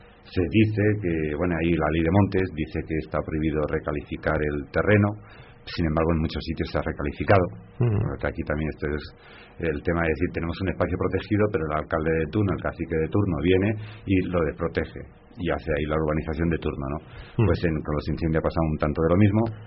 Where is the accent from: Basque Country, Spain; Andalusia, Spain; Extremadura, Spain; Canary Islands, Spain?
Extremadura, Spain; en las Urdes, un señor extremeño, mi tierra, con su boina